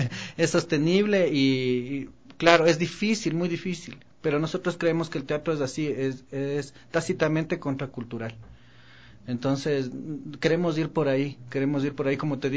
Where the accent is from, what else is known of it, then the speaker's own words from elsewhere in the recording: Quito, Pichincha, Ecuador; nosotros como somos quiteños tenemos esta forma de hablar, ¿no?